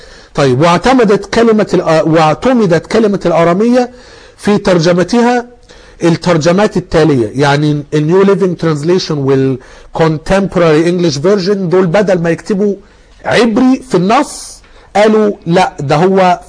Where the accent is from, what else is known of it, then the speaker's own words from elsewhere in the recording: Egypt; ممكن احنا كمصريين غيرنا في الخليج ما يفهموناش او العكس، مع ان احنا الاثنين بنتكلم عربي